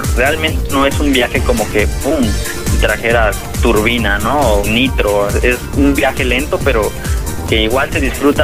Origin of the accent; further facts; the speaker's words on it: Mexico; soy un chico mexicano que viajo en bicicleta